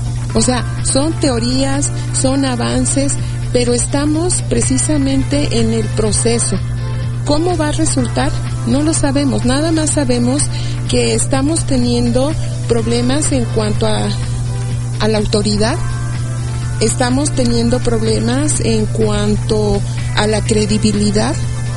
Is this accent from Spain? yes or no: no; Mexico; todo lo que no somos nosotros y que sí somos los mexicanos como país, como nación